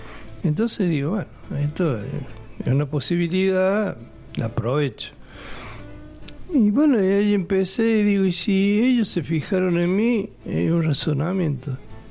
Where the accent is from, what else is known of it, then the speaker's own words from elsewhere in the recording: Córdoba, Argentina; born there; yo nací en Córdoba Capital